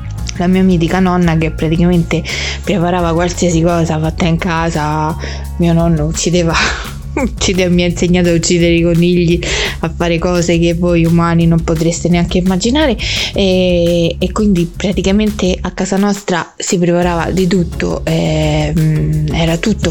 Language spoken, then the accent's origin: Italian; Monterotondo, Lazio, Italy; all'interno del centro storico di Monterotondo, del mio paese